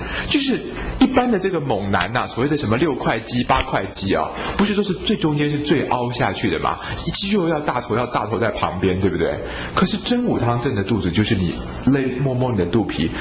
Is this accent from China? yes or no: no; Taiwan; 但是你要想想看，我们台湾人就是这么有爱心哦